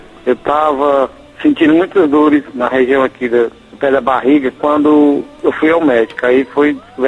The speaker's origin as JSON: {"language": "Portuguese", "town": "Fortaleza", "region": "Ceará", "country": "Brazil", "said": "sou de Fortaleza."}